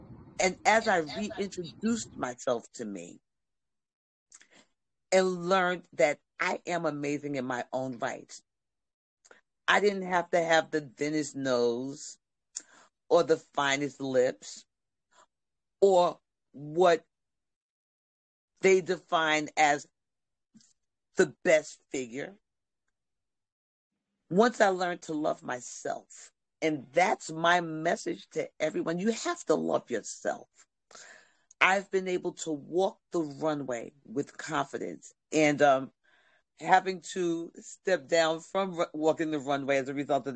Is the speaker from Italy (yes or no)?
no; Nigeria; I'm in a Nigerian